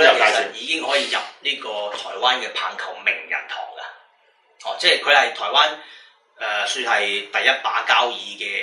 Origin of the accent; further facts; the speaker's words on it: Hong Kong; 因為佢可能亦聽到我香港人啊，認為我英文都唔錯